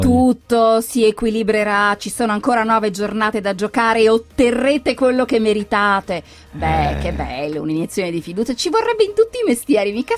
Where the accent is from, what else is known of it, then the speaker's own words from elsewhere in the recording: United States; credo che da americano certe cose colpiscano anche in maniera particolare